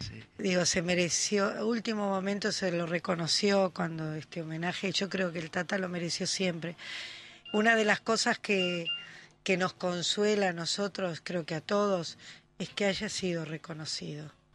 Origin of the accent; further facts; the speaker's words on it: Uruguay; era para nosotros los uruguayos, era para nuestra colectividad